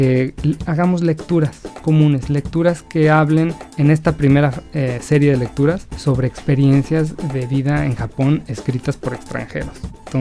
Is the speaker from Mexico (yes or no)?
yes; Mexico; now in Japan; Yo creo que somos pocos mexicanos aquí, así que nos tenemos que ayudar mucho